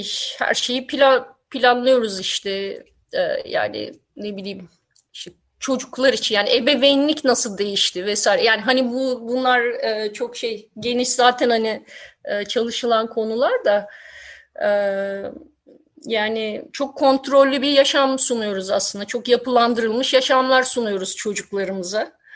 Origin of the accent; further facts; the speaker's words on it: Istanbul, Turkey; moved away; şimdi İstanbul'da ben gençliğimi geçirdim ama 90'ların başından itibaren ayrıldım.